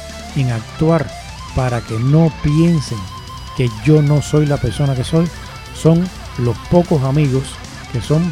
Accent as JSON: {"language": "Spanish", "country": "Spain", "said": "Si les molesta que yo soy español"}